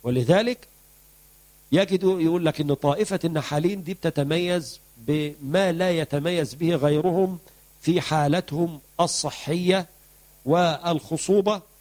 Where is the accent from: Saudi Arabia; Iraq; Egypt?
Egypt; أو الدكار عندنا في مصر.